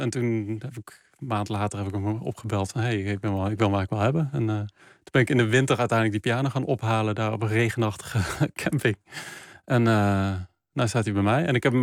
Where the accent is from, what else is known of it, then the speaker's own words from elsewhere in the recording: Geldrop, North Brabant, Netherlands; zijn delen uit het dorp waar ik vandaan kom. Gelderop, in het zuiden van. Dus bij Eindhoven, het zuiden van Nederland.